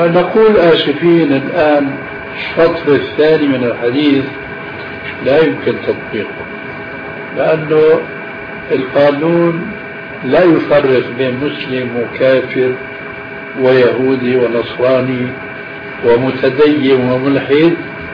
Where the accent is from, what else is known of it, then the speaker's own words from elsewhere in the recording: Syria; عندنا في سوريا